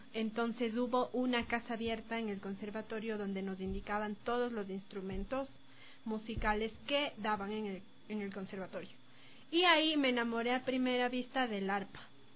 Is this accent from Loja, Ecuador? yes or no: no; Quito, Pichincha, Ecuador; Nací en Santa Prisca, pero toda la vida he vivido por el barrio de La México y Luluncoto.